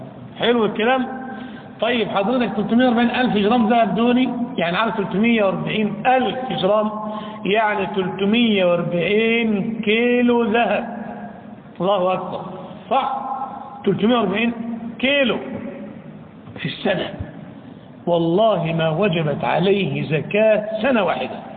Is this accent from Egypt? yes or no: yes; Egypt; إمام بلادنا مصر رحمة الله عليه